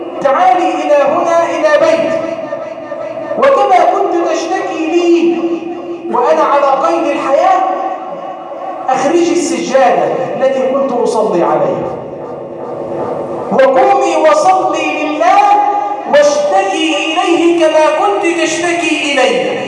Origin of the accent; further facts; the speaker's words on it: Egypt; اللهم ارزق بلادنا مصر الأمن والأمان،